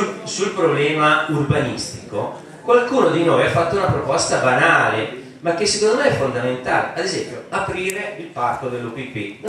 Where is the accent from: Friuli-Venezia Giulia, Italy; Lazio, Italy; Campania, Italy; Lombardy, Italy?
Lombardy, Italy; Oggiono; Io vengo dall'Oggione